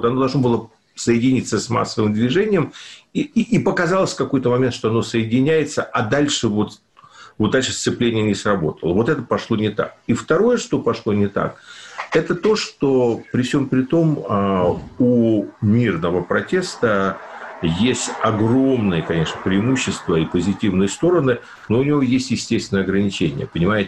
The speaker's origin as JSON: {"language": "Russian", "country": "Ukraine", "tie": "born or raised there"}